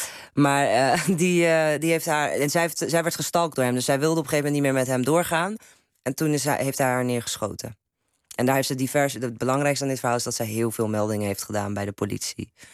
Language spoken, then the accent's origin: Dutch; Turkey; now in Netherlands; maar als Turks meisje kan ik ook wel literatuur bewerken, hoor. En ik kan dat ook spelen.